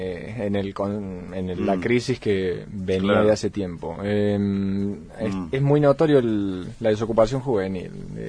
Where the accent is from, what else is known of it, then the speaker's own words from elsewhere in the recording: Córdoba, Argentina; Yo soy de cordobés de toda la vida, de Córdoba capital.